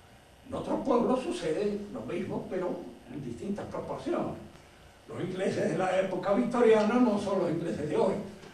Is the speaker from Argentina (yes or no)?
yes; Mendoza, Argentina; nosotros somos argentinos, mendocinos, de este siglo, de esta época.